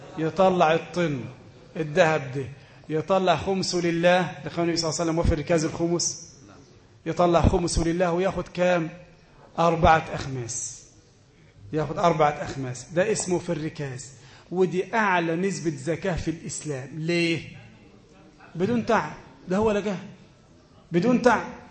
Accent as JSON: {"language": "Arabic", "country": "Egypt", "said": "أي واحد يسلم دلوقت مثلا عندنا في مصر يسلم"}